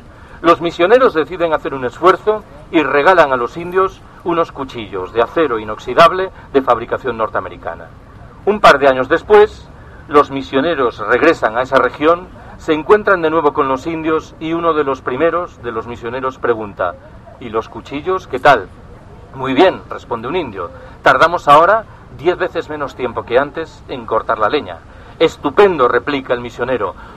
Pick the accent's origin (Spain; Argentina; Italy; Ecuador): Spain; Galicia; Yo soy gallego.